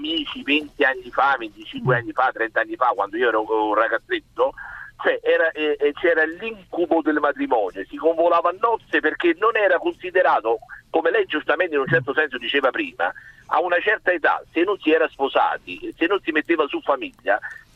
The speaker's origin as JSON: {"language": "Italian", "region": "Lazio", "country": "Italy", "said": "Della provincia di Latina."}